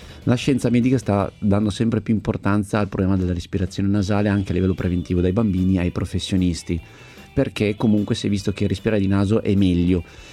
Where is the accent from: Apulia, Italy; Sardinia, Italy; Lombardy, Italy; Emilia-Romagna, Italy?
Lombardy, Italy; Milan; born there; also born or lived in Istria; le mie origini istriane, nato a Milano ma passato tanto tempo da bambino in Istria, nella terra dei miei genitori